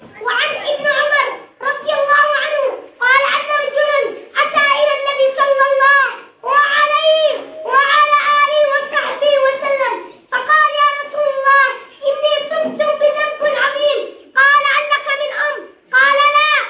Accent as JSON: {"language": "Arabic", "country": "Yemen", "said": "اللهم احفظ بلادنا اليمن، اللهم احفظ بلادنا اليمن يا رب العالمين"}